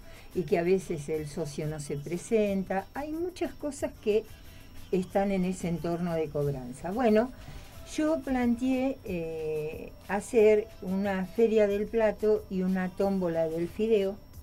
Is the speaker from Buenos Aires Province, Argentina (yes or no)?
yes; Burzaco, Buenos Aires Province, Argentina; yo soy de Bursaco y uno conoce los negocios, el ámbito donde uno está, ¿no?